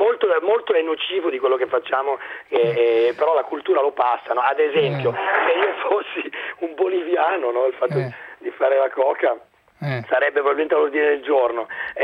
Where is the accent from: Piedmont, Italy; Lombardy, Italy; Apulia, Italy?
Lombardy, Italy; Monza; io sono di Monza